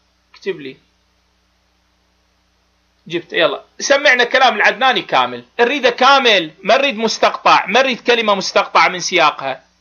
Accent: Iraq; بابا انا ادفع الثمن كعراقي، انت شو معرفك بالعراق؟

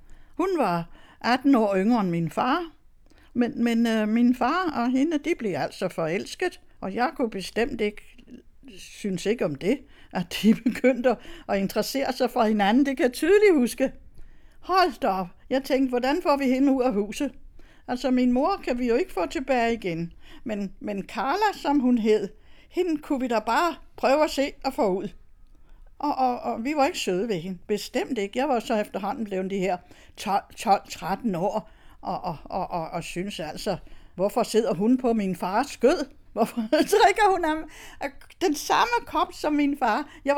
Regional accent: Støvring, Central Denmark Region, Denmark; Jeg er vokset op i Støvring ved Randers, og der er jeg både født og vokset op.

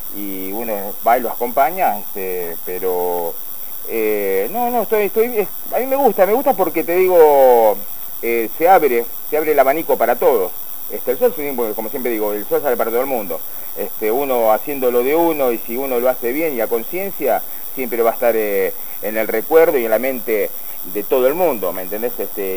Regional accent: Santa Fe, Argentina; now in La Plata, Argentina; Somos todos santafesinos.

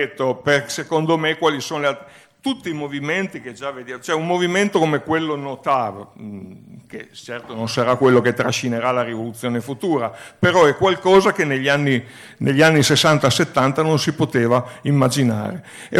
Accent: Turin, Piedmont, Italy; non a caso io vengo da Torino

